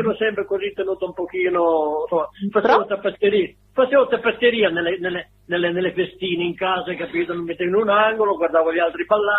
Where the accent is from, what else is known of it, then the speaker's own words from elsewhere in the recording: Mocogno, Emilia-Romagna, Italy; io, che venivo un pochino dalla montagna, sono nato là a Mocogno, che è un paesino in modenese